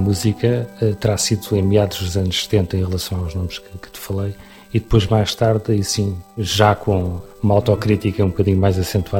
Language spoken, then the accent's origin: Portuguese; Santiago do Cacém, Setúbal, Portugal; que eu sou natural de Santiago do Cacém